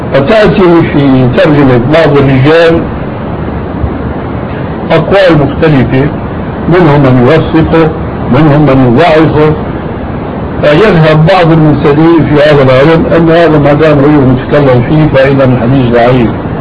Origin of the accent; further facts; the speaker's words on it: Syria; وهذا كان إله قريب عندنا في سوريا